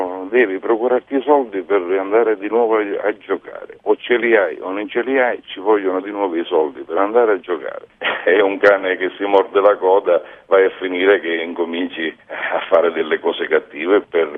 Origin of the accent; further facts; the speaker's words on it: Sicily, Italy; all'inizio le parlo di 30 anni fa, dove io sono, che io vengo dalla Sicilia